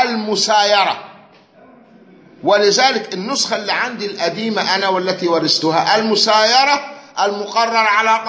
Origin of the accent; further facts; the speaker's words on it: Egypt; المذهب الشافعي عندنا في مصر